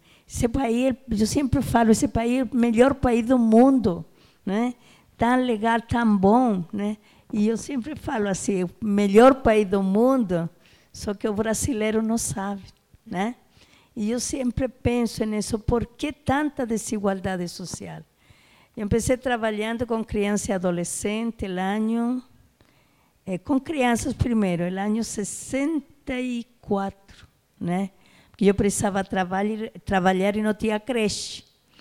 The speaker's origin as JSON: {"language": "Portuguese", "country": "Chile", "second_language": "Portuguese", "moved": "yes", "lives_now": "Brazil", "said": "eu sou brasileira, sou chilena, né? Cheguei aqui no ano de 1960, né? E eu vim com outras colegas, né, em busca de coisas melhores que não tínhamos no nosso país, né?"}